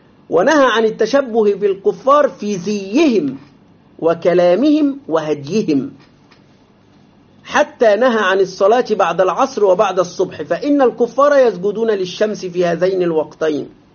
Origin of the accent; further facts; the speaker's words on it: Egypt; ولذلك حتى إلى الآن عندنا في مصر بعض هذه الأماكن باسمها